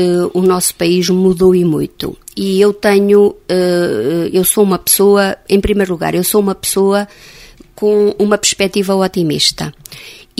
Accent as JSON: {"language": "Portuguese", "town": "Oliveira", "country": "Portugal", "tie": "born or raised there", "said": "Quando eu era adolescente, aqui em Oliveira, estudavam os filhos das pessoas que tinham dinheiro para pagar o colégio."}